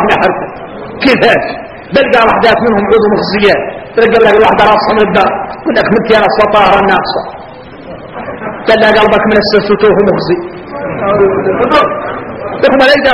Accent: Mauritania; احنا اولاد موريتانيا احنا نعرف الواضح

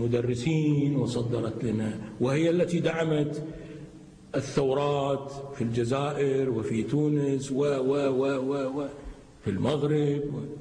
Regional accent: Kuwait; احنا عندنا بالكويت لا تجرؤ حكومتنا

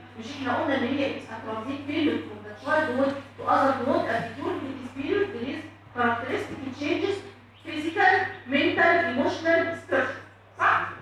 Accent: Egypt; يعني عشان انا مثلا مصريه هتلاقي الكلمه دي عادي

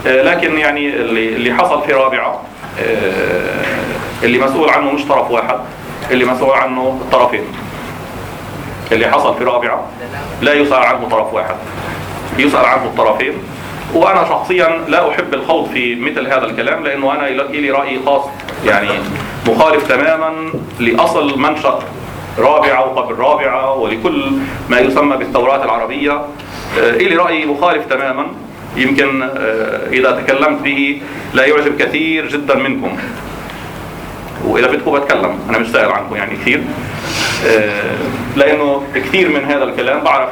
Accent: Jordan; الأردن فيها مظالم، أنا من الأردن

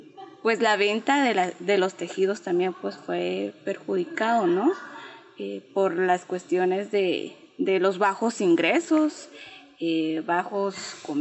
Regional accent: Patzún, Chimaltenango, Guatemala; vengo de un municipio llamado Patzún Chimaltenango, Patzún, en Guatemala. Pues la familia donde vengo es una familia pues campesina más que todo

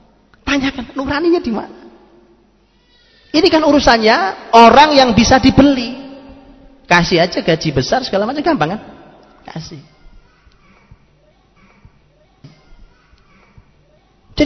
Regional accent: East Java, Indonesia; Zaman dulu, zaman saya di kampung, saya orang Jawa Timur di kampung

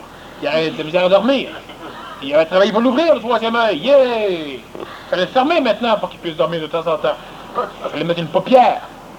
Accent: Australia; French is a second language; Moi, j'ai répondu « Oui, puis il y a plusieurs qui pensent que je suis un gourou. Je viens d'Australie

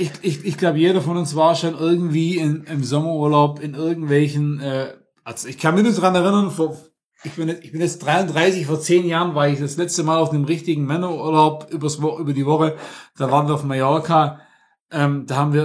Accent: Stuttgart, Baden-Württemberg, Germany; ich bin aus Stuttgart direkt, könnte man so nennen. Also ich bin ein Schwabe, kann man leider nicht anders sagen

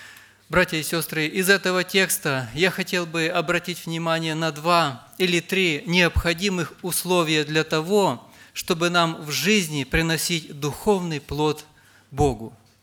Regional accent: Rivne Oblast, Ukraine; я из Ровенской области

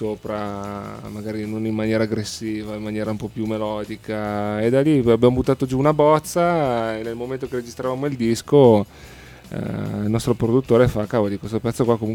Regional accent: Padua, Veneto, Italy; Sono padovano.

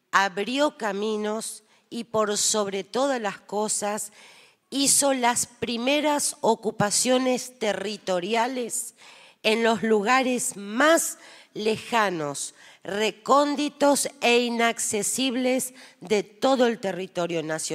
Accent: Formosa, Argentina; Yo vengo de la provincia de Formosa y realmente el trabajo que ha realizado históricamente

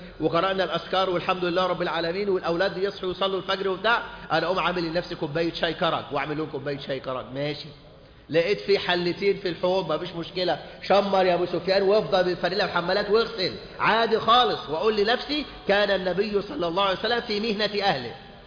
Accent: Egypt; خاصة عندنا في مصر هنا

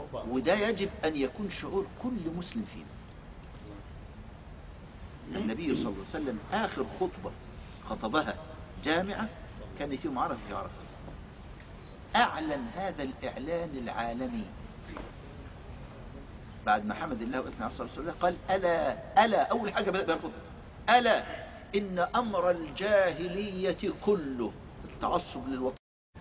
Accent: Egypt; عندنا في مصر كان في خط بيطلع من القاهره ينزل لغايه كسله في جنوب السودان، خط واحد.

